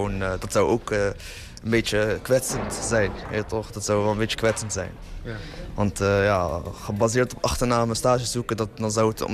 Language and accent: Dutch; Morocco; mijn afkomst, ik ben Marokkaans.